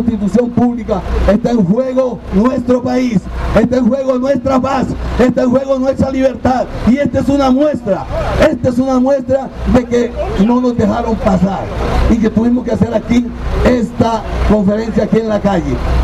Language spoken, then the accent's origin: Spanish; Costa Rica; no lloremos mañana lo que no hemos sabido defender como personas, como costarricenses.